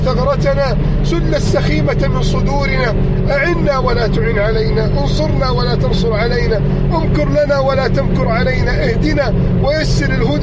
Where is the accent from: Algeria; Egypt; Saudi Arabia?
Egypt; يا رب احفظ بلدنا مصر